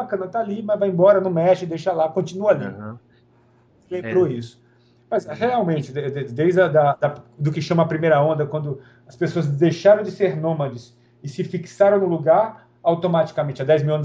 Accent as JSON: {"language": "Portuguese", "region": "Bahia", "country": "Brazil", "said": "E eu sou preguiçoso, né? Porque eu sou baiano."}